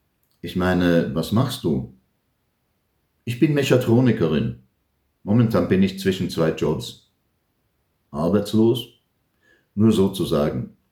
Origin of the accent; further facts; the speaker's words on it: Palestine; now in Germany; Eigentlich wollte ich die alte Heimat sehen, aber krieg mal ein Visum für Israel als Palästinenser. Und wenn du 3-mal deutscher Staatsbürger bist.